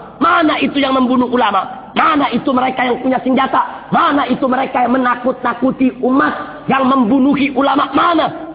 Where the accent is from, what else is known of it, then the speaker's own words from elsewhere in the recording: Java, Indonesia; kami dari Jawa, dari Indonesia datang untuk mengutip mayat orang Kedah